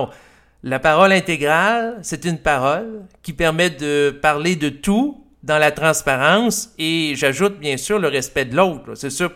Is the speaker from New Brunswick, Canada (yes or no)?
no; Quebec, Canada; la conception chrétienne de la sexualité, dans laquelle j'ai grandi au Québec